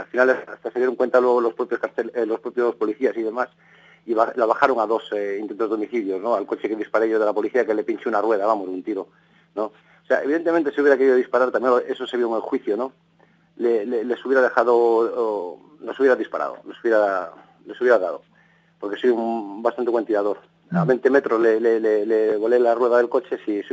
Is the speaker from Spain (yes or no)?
yes; Vigo, Galicia, Spain; Sí, yo soy gallego de Vigo. Nací pues en no sé cómo decirte, muy pobre.